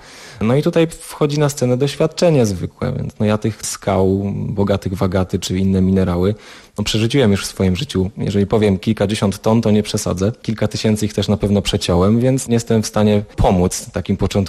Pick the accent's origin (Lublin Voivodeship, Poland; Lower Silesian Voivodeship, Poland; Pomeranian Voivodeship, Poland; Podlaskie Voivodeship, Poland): Lower Silesian Voivodeship, Poland; Miałem to szczęście, że wychowałem się na Dolnym Śląsku i w Sudety jeździłem dość często.